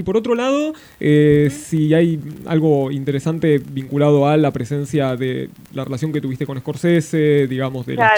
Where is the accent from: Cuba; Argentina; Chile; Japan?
Argentina; La Plata, Buenos Aires Province; digo yo que soy de acá de La Plata